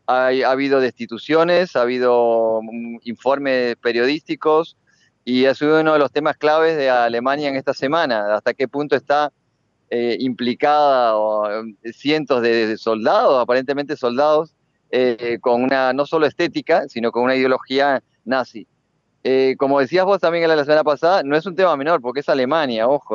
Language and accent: Spanish; Uruguay; como uruguayos nos vamos a sentir cercanos